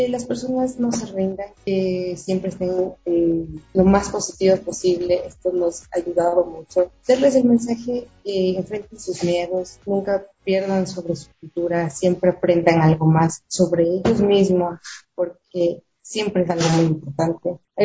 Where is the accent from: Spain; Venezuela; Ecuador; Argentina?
Ecuador; para salir de aquí del país a representar a todos nosotros como ecuatorianos